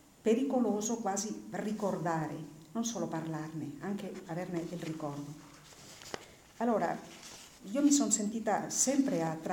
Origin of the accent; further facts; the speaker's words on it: Cretas, Aragon, Spain; noi abbiamo cominciato questa ricerca sul mio paese nel lontano 1977